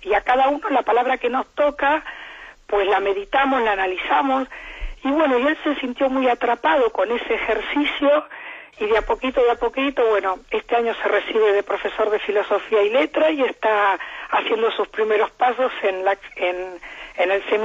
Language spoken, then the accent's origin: Spanish; Argentina; accent: Argentine; bueno, por mi acento usted ve que soy argentina